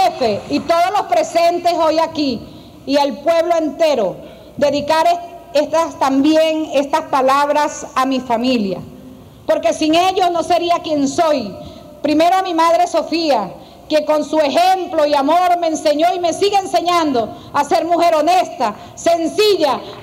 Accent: Venezuela; como soldada venezolana

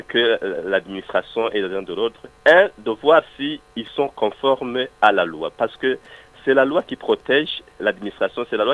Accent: Burundi; nous sommes tous des Burundais et nous luttons pour le bien-être d'un même pays et d'un même peuple.

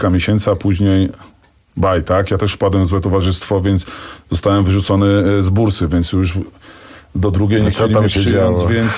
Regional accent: Bieżuń, Masovian Voivodeship, Poland; Oczywiście ja jestem z małej miejscowości, z Bieżunia.

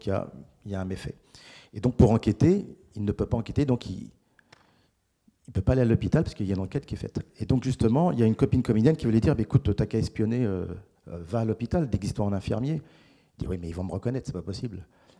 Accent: Paris, Île-de-France, France; born there; enfin, je suis né à Paris

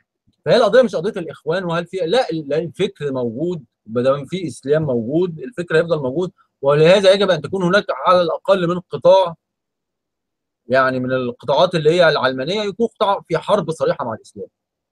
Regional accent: Egypt; انا كمصري انا ماليش دعوه، انا ايه، انا كمصري انا متضرر ايه

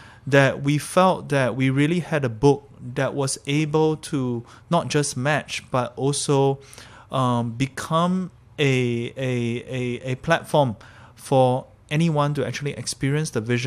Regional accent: Singapore; also born or lived in Malaysia; We grew up in Singapore and Malaysia.

